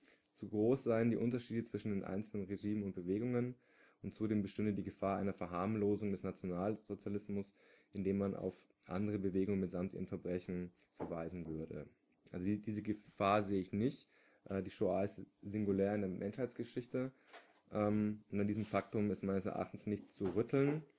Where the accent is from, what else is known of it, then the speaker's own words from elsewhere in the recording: Bavaria, Germany; now in Berlin, Germany; ich bin aus Berlin, eigentlich aber aus der Oberpfalz